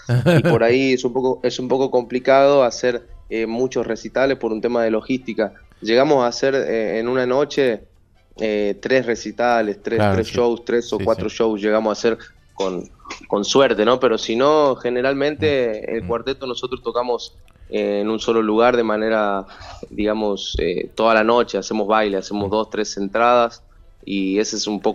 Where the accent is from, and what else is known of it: Tucumán, Argentina; now in Córdoba, Argentina